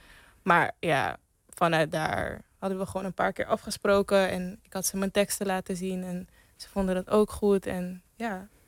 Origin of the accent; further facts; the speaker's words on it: Amsterdam, North Holland, Netherlands; In Amsterdam Zuidoost.